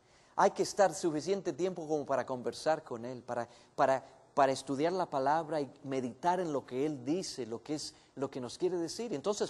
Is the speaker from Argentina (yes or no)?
yes; Buenos Aires, Argentina; Yo nací y me crié en Buenos Aires, en Argentina, una ciudad muy grande. Y me gustaba la ciudad.